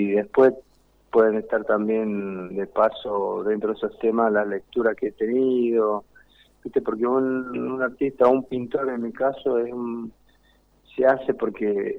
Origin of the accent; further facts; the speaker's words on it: Mendoza, Argentina; also born or lived in Jujuy; Sí, yo nací allá, pero estuve solamente un año, un poquito, y ahí nos vinimos para Mendoza, que nacieron todos mis demás hermanos.